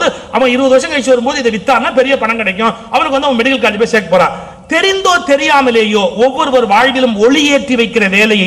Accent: India; நானும் இந்தியன் தானே

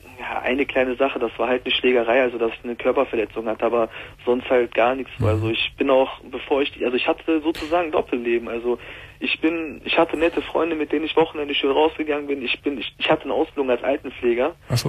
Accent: Mülheim an der Ruhr, North Rhine-Westphalia, Germany; ich komme aus Mühlheim an der Ruhr und wir haben das auch immer hier in Mühlheim an der Ruhr.

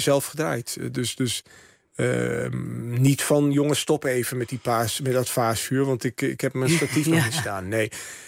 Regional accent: Rouveen, Overijssel, Netherlands; mijn jeugd in Roveen-Staphorst. Dat dorp dat altijd zo eendimensionaal is neergezet.

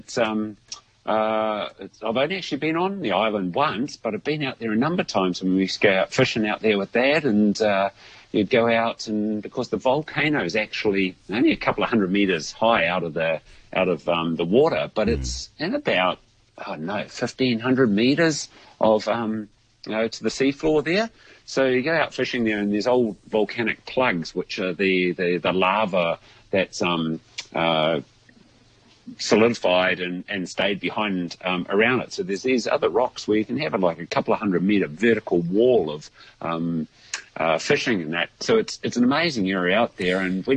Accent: Edgecumbe, Bay of Plenty, New Zealand; because I was brought up in Edgecombe, and Edgecombe in 1987 had an earthquake that the corner of our farm dropped 2.05 metres

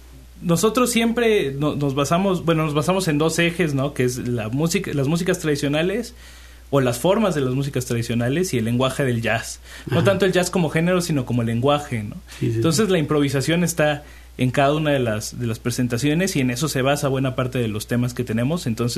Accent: Xalapa, Veracruz, Mexico; Bueno, yo soy de Jalapa, ¿no?, pero hay de distintas partes del país.

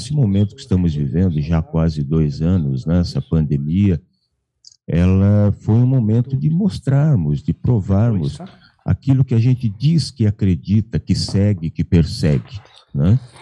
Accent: São Paulo, Brazil; now in Espírito Santo do Pinhal, Brazil; Eu falo de Espírito Santo do Pinhal. Eu sou paulistano, né? Eu nasci na capital, na verdade. Eu estou morando aqui em Espírito Santo do Pinhal, vai para 7 anos.

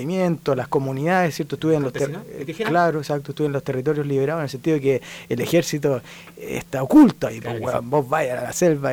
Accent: Santiago, Santiago Metropolitan Region, Chile; born there; Yo nací aquí en Santiago.

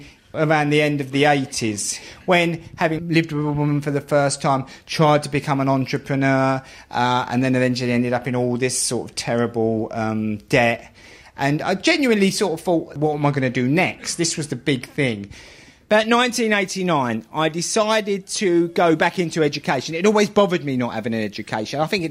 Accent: London, United Kingdom; And I'd always sort of blame that on my background, growing up in the East End, where education's not considered that important.

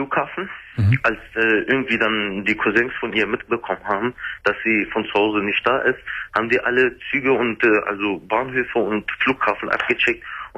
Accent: Germany; born there; ich als Kurde bin hier in Deutschland geboren.

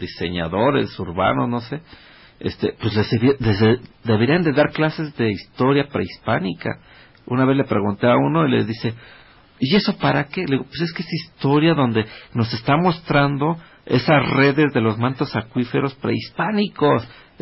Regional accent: Mexico; porque somos mexicanos y necesitamos ver nuestra cultura como mexicanos

